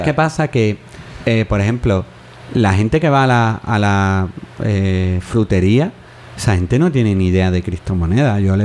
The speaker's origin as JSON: {"language": "Spanish", "town": "Jerez de la Frontera", "region": "Andalusia", "country": "Spain", "tie": "born or raised there", "said": "pero en mi tierra, en Jerez, hubo lo que se llamó el zoquito"}